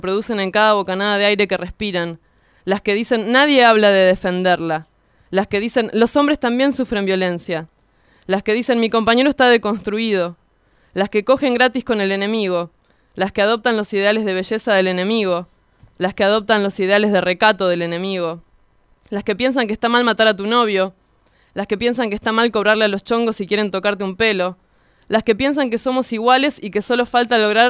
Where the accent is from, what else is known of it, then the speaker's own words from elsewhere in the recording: Hurlingham, Buenos Aires Province, Argentina; Estamos en Radionauta 106.3. … de Hurlingham.